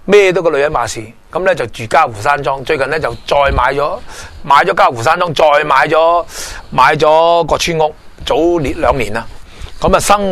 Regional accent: Hong Kong; 其实我哋香港人亦都系，如果唔系深圳冇咁多二奶村啊

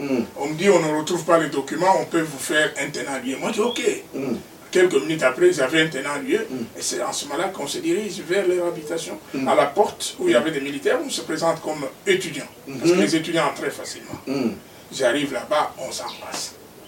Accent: Kinshasa, DR Congo; Moi je dis, non, moi je viens de Kinshasa.

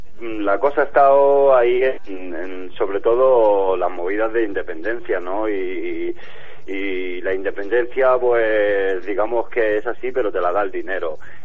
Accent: Rubí, Catalonia, Spain; now in Terrassa, Spain; De Rubí, sí, pero bueno, ahora ya vivo en Terrassa, pero sí, soy de Rubí.

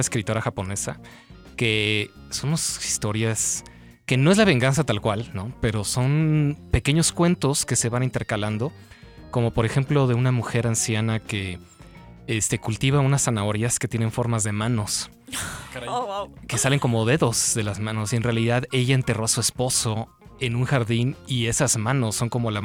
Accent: Mexico; ya hasta me dicen que soy japonés, no mexicano.

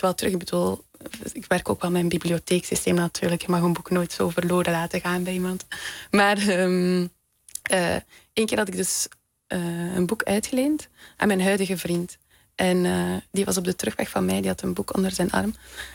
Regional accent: Ghent, Flanders, Belgium; Ik kom uit Gent, België.

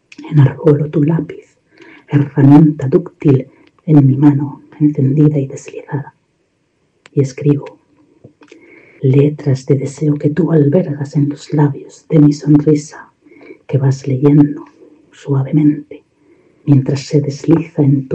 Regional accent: Indianilla, Castilla-La Mancha, Spain; born there; now in Buñol, Spain; Nací en Indianilla, Cuenca, pero vivo en Buñol, en Valencia, en España.

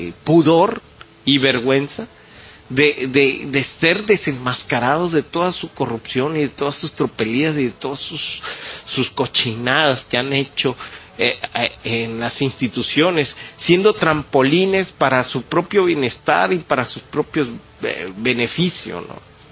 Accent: Mexico; Y sería muy tonto, como mexicano, abrazar una teoría así

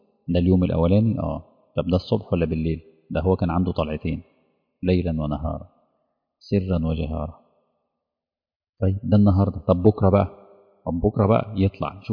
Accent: Egypt; بتشوفوا الحاجات دي موجودة في عندنا في مصر

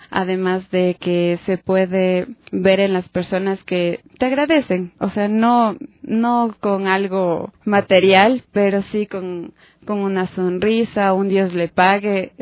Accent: Quito, Pichincha, Ecuador; Siendo quiteña, no podría creer que la población se había extendido tanto

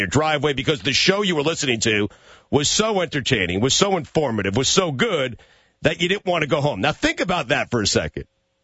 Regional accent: Long Island, New York, United States; And that's where I grew up, dog. So I grew up listening to you out in Long Island.

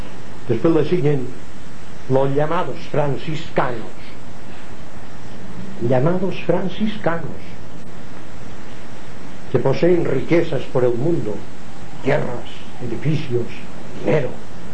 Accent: Palma, Balearic Islands, Spain; also born or lived in Inca; porque yo nací en Inca, pero siempre he vivido en Palma

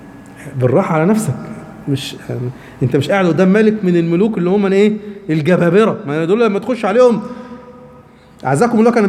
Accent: Egypt; واحنا كمصريين احنا مستجيبين جدا للموضوع ده

